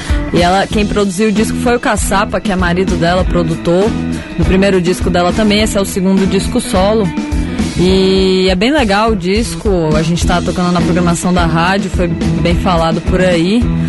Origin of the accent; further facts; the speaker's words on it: Northeast Region, Brazil; já que eu sou nordestina